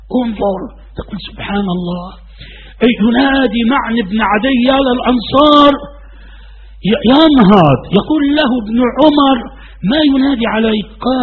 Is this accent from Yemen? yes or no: no; Egypt; وأنا في مصر هنا. أنا لم أستورد من السعودية أنا غير مستورد لا أبدا. نشأت هنا وولدت هنا. انظر وأنا مسلم قبل أن أكون مصريا وديني هو الإسلام.